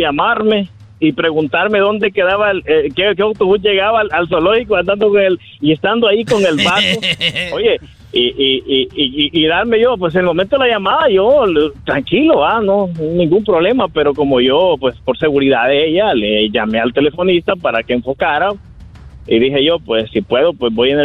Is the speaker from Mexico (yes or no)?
no; El Salvador; yo soy de El Salvador, y pues yo allá era investigador de la policía